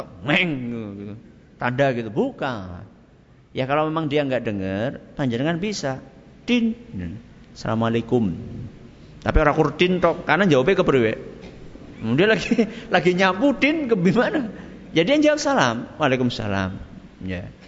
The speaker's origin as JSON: {"language": "Indonesian", "region": "Java", "country": "Indonesia", "said": "apalagi kita orang Jawa ya"}